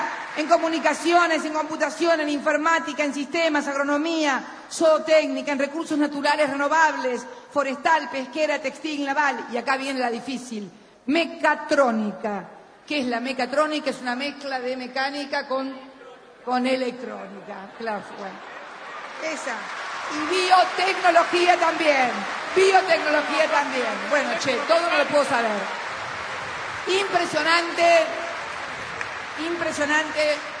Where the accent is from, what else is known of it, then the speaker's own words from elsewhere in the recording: Argentina; si de algo puedo enorgullecerme como argentina, más que como presidenta